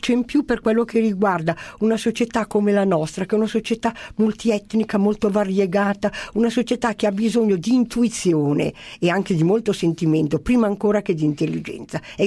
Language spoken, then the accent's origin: Italian; Lombardy, Italy; Perché io mi identifico con molte delle caratteristiche, direi delle doti che hanno i bergamaschi.